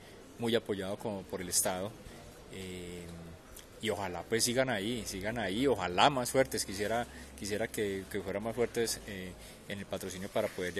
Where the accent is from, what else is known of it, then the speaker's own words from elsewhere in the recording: Colombia; más este 2014 siendo el mejor colombiano